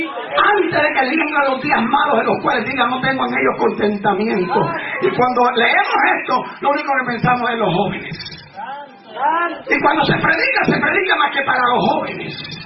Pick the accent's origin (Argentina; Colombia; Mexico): Mexico; Pero estatua de ídolo, como mexicano ninguno.